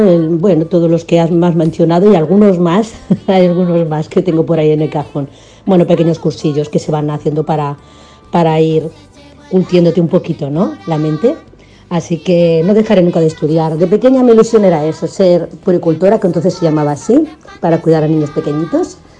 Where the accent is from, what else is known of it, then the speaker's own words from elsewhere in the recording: Barcelona, Catalonia, Spain; also born or lived in Seville; now in Tarragona, Spain; Yo nací en Sevilla, pero desde muy pequeña estoy aquí en Cataluña. Concretamente fui primero a Barcelona y ahora pues estoy en Tarragona. Mis raíces sí serán sevillanas, pero me siento muy catalana.